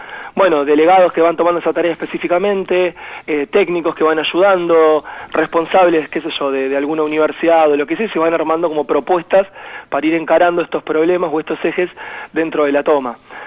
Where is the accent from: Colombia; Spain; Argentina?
Argentina; Longchamps, Buenos Aires Province; yo soy de Longchamps, estoy muy cerquita de la toma, viví siempre acá, vengo de una familia obrera